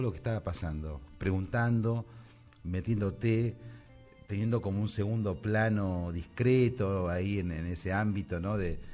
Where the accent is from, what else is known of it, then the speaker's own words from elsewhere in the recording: Florida, Buenos Aires Province, Argentina; Pues yo soy de Florida, digamos, mira. Y estuve en Comercial de San Isidro, o sea, por esa zona.